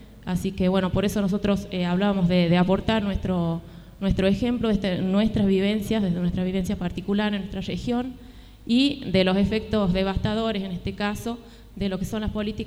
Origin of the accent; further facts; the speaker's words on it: Andalgalá, Catamarca, Argentina; nosotros venimos desde Andalgalá precisamente